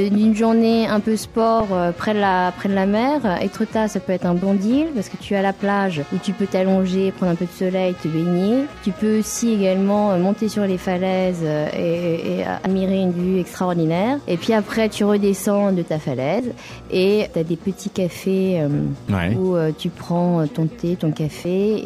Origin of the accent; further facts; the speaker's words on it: Normandy, France; Je peux dire que je suis normande, oui, même si je suis pas née là, je suis de culture normande.